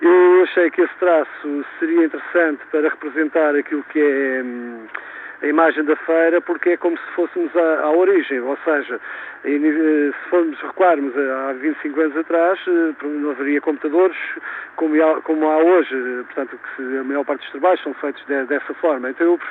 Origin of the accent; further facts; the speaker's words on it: Oliveira do Hospital, Coimbra, Portugal; sou de Oliveira do Hospital e fiquei bastante contente por ser convidado a participar